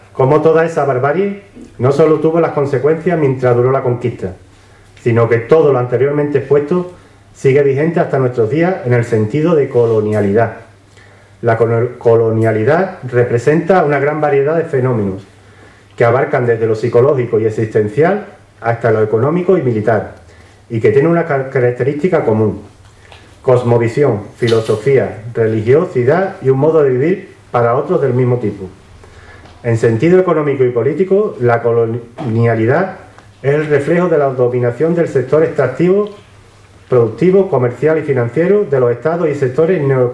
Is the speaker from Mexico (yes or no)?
no; Andalusia, Spain; Y como andaluces y andaluzas, debería servirnos para dejar de sentirnos inferiores